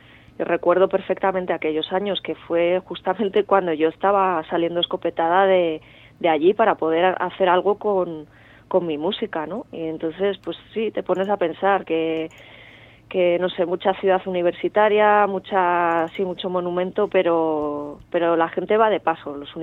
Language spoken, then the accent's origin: Spanish; Bilbao, Basque Country, Spain; also born or lived in Salamanca; now in Madrid, Spain; Soy de Bilbao.